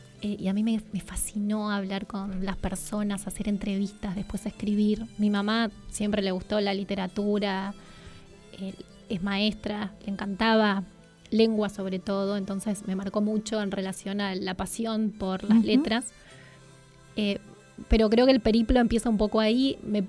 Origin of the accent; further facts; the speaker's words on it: San Justo, Santa Fe, Argentina; born there; nací en San Justo, Santa Fe. San Justo es el portal del norte santafesino. Para ubicarlos, estamos a 1000 kilómetros de acá.